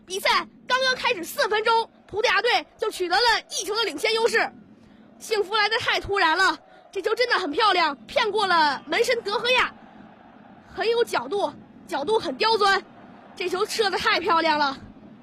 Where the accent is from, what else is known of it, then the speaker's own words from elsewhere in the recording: Beijing, China; 作为一名北京的孩子，我更加希望我家乡的球队北京中赫国安队在本赛季中超联赛获得冠军。